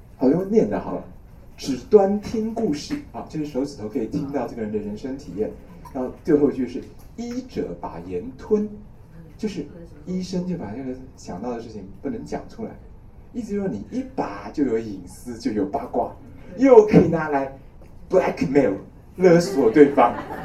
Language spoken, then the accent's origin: Chinese; Taiwan; 我觉得我们台湾人哦，不要向大陆人炫富，我们要炫贫。